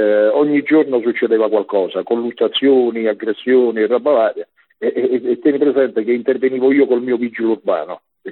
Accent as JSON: {"language": "Italian", "town": "Rome", "region": "Lazio", "country": "Italy", "said": "tu sai, vengo da Roma, no? E puntualmente io ogni fine mese sto a Roma"}